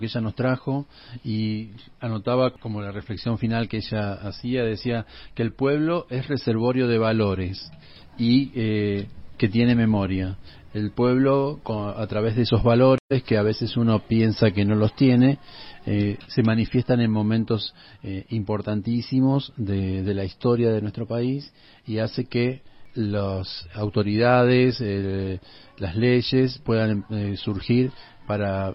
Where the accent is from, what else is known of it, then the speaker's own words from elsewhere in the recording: Argentina; Si querés lo leemos para enterarnos como argentinos de lo que está pasando en nuestro país.